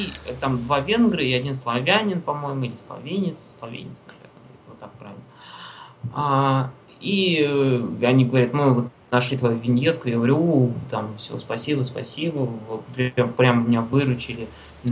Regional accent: Russia; я говорю, товарищ, я говорю, я из России

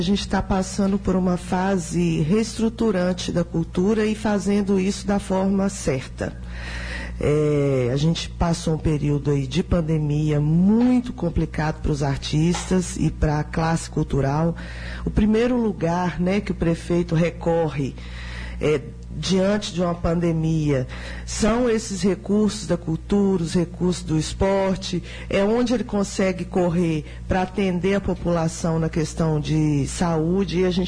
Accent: Uberlândia, Minas Gerais, Brazil; now in Sete Lagoas, Brazil; Eu sou de Uberlândia.

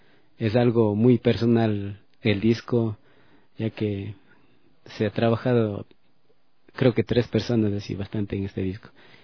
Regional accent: Ecuador; Creo que es más la esencia que nosotros tenemos como músicos ecuatorianos

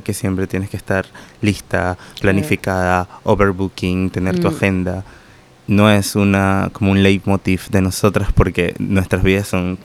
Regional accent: Margarita Island, Nueva Esparta, Venezuela; Paraguachoa.

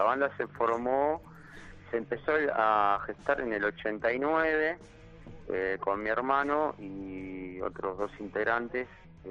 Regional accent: Guanguelén, La Pampa, Argentina; born there; Nosotros ya vivíamos acá en Capital, y mi papá la llevó a mi mamá para tener familia allá, así que los dos somos de Guanguelén.

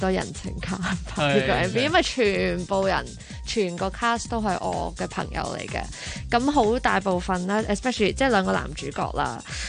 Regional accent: United Kingdom; 但是那时候是为什么我会即是我在英国那边长大啦，那时候就他们成日都会过来英国开 band show， 那我就是这样接触到他们的音乐咯。

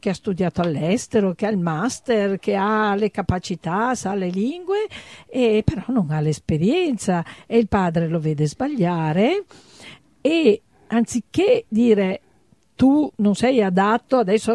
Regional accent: Treviso, Veneto, Italy; born there; io nata a Treviso, ho studiato al liceo Canova, il mio grande liceo qui trevigiano, però ho avuto l'esperienza padovana, ho studiato a Padova

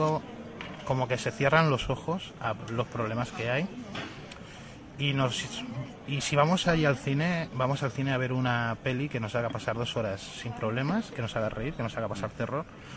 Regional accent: Castilla-La Mancha, Spain; yo que vengo de la zona de La Mancha

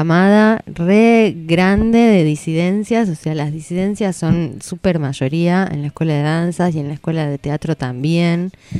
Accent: Bolivia; Yo me crié en Bolivia yendo a escuelas privadas

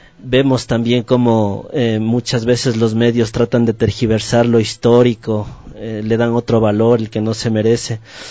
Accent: Quito, Pichincha, Ecuador; todos los integrantes somos del sur de Quito

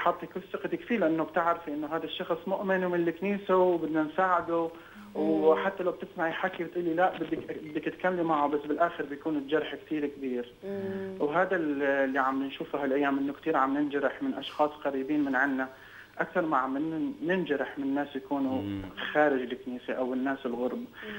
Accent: Iraq; accent: Lebanese; also born or lived in Jordan; طبعا انا عراقي بس عم بحكي لبناني لانه سكنت بالاردن اكثر من 10 سنين

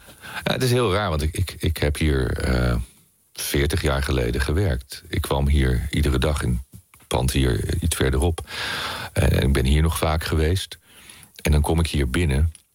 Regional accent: Poland; now in Netherlands; Maar omdat ik uit Polen kom, waar onze familie niet heel veel had. Ik wil niet zeggen arm, maar de boerderij van mijn opa en oma, daar hadden we een waterput, er was geen stromend water, er was zelfs geen elektra de eerste jaren.

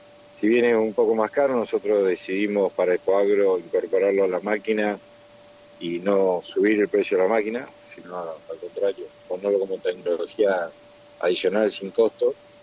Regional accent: Carmen de Areco, Buenos Aires Province, Argentina; born there; moved away; yo nací en Carmen de Areco, si bien no vivo, me fui a estudiar y no volví a vivir, pero vuelvo todas las semanas a trabajar.

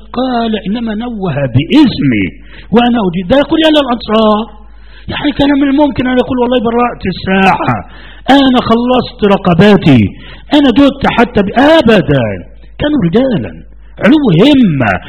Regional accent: Egypt; وأنا في مصر هنا، أنا لم أستورد من السعودية، أنا غير مستورد، لا أبدا، نشأت هنا وولدت هنا. انظر، وأنا مسلم قبل أن أكون مصريا، قبل أن أكون مصريا، وديني هو الإسلام.

